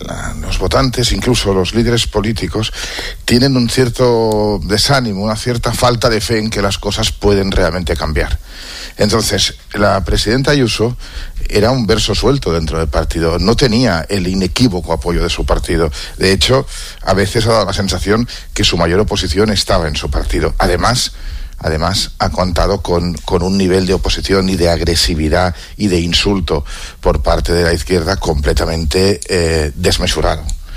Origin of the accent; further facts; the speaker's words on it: Catalonia, Spain; exactamente en la misma medida en que Cataluña, que es mi tierra, lleva tomando muy malas decisiones en los últimos años.